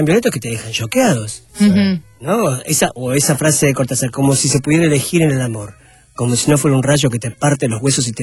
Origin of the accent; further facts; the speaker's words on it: Argentina; La Argentina, porque soy un actor argentino, sí. Nacido acá. La española, que es la que heredo del bululú de José María Vilches. Uh-huh. Y la boliviana, que es la que heredo de mis viejos.